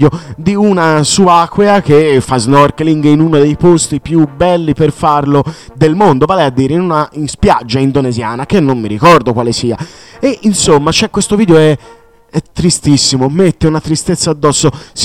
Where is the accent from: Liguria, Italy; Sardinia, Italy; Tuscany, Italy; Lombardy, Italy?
Sardinia, Italy; essendo sardo, quindi è un'isola è circondata dal mare